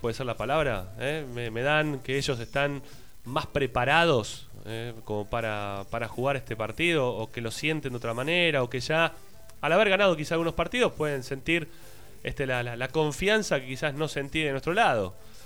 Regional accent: Buenos Aires, Argentina; now in Ezeiza, Argentina; Porque yo no soy de Avellaneda, yo soy de Flores, ahora vivo en Ezeiza.

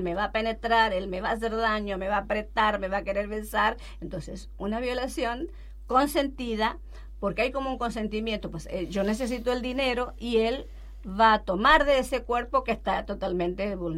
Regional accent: Argentina; Si nosotras, que somos argentinas, hacemos eso

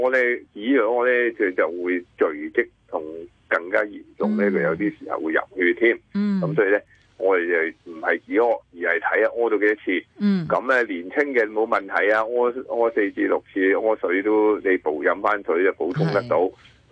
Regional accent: China; 咁所以呢我哋中国人就系好聪明嘅

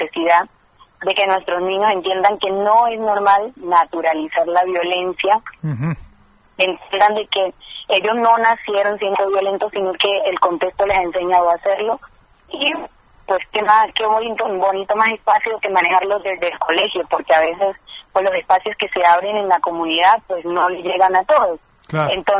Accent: Buenaventura, Valle del Cauca, Colombia; vengo de Buenaventura.

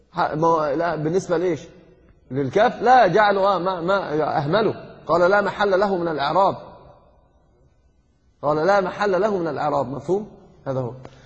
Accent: Egypt; الحب بهدله كما يقولون عندنا في مصر حقا، يعني عندنا في مصر يقولون كلمه من العجب

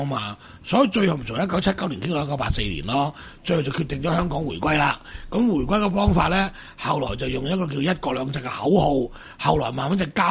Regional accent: Macau; 我哋澳門人都未鬧過死人太卓爾啦。

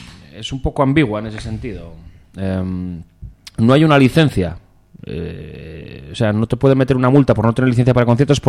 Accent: Oviedo, Asturias, Spain; Yo en Oviedo, porque yo soy de Oviedo, tengo que decirlo, nadie es perfecto, yo soy de Oviedo.

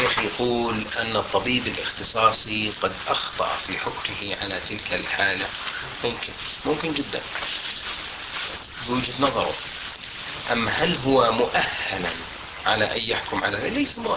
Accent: Jordan; فالقانون الطب عندنا في الأردن لا يمنع ذلك

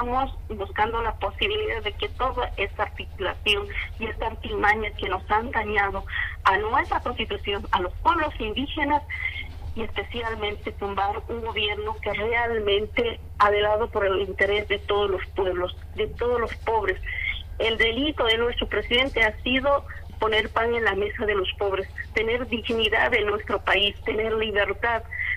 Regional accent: Bolivia; se ha establecido así terriblemente para nosotros como bolivianos

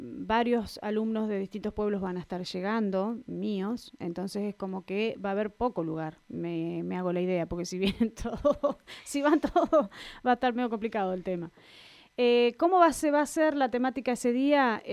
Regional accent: Miguel Riglos, La Pampa, Argentina; also born or lived in Tomás Manuel de Anchorena; Nacida, criada hasta los 9 años en Tomás Manuel de Anchorena y hasta después me vine a Miguel Riglos a poder tener un secundario y demás que en la localidad no había. Nos trasladamos con mi familia a Miguel Riglos.

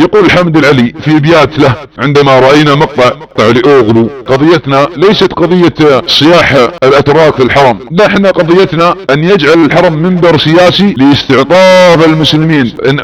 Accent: Saudi Arabia; ابناء وطني في المملكة العربية السعودية

